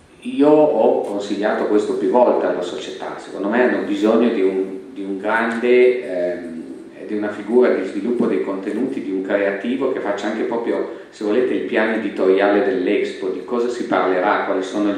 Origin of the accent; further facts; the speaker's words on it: Turin, Piedmont, Italy; also born or lived in Milan; ma considero molto più la mia città di Torino. E sono venuto via da Torino